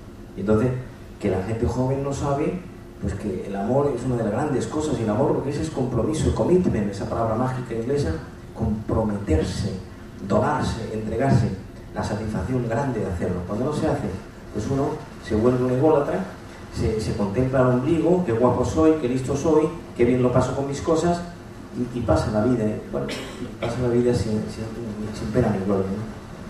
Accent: Andalusia, Spain; En Andalucía, que es de donde yo soy, a los médicos psiquiatras se les llama médico de los nervios.

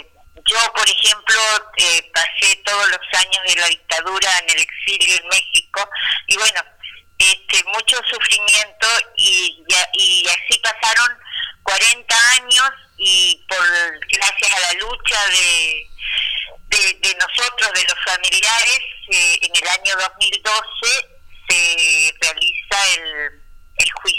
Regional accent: Concordia, Entre Ríos, Argentina; nosotros somos de Entre Ríos, de Concordia

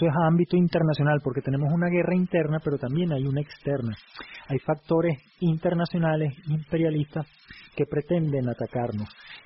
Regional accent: Caracas, Capital District, Venezuela; en este caso específicamente de Caracas, porque somos caraqueños.

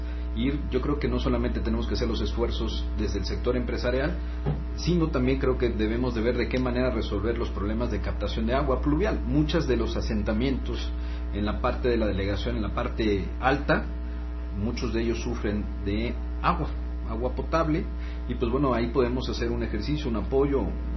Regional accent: Tlalpan, Mexico City, Mexico; Los que vivimos y somos de Tlalpan sentimos nuestra tierra.

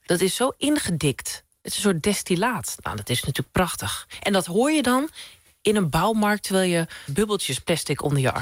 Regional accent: Krommenie, North Holland, Netherlands; Krommeny. Ik kom uit de Zaanstreek en dat is een arbeidersstreek. Veel fabrieksarbeiders. Er is een grote fabrieksindustrie altijd geweest.

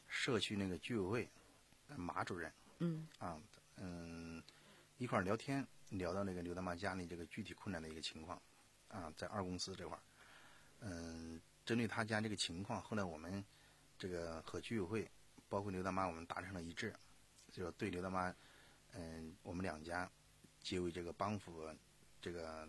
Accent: Sichuan, China; 我四川呀，在大巴山，川东地区属于大巴山，啊，这个走出来的，所以受过苦的

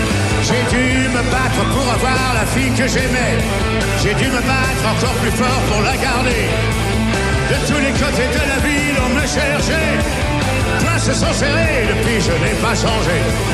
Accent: Paris, Île-de-France, France; born there; je suis né à Paris

